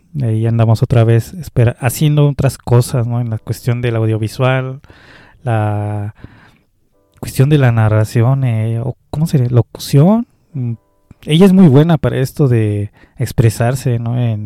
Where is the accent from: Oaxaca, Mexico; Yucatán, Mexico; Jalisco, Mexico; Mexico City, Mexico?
Mexico City, Mexico; Culhuacán; Yo también soy de Culhuacán